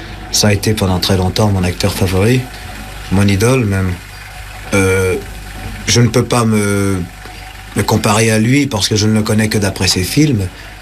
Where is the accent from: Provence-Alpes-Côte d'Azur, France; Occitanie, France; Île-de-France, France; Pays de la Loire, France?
Île-de-France, France; Paris; puisque je suis né à Pigalle.